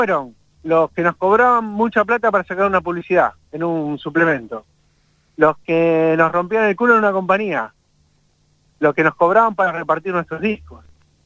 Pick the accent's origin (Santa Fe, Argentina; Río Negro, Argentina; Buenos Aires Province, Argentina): Buenos Aires Province, Argentina; Bernal; soy de una calle que estaba cortada y no podían pasar los autos. Entonces toda mi infancia en el Triángulo de Bernal lo hicimos ahí